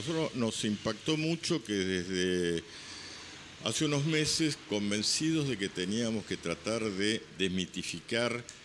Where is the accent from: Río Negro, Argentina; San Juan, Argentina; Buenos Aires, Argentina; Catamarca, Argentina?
Buenos Aires, Argentina; De todo esto que hemos sufrido como argentinos y como porteños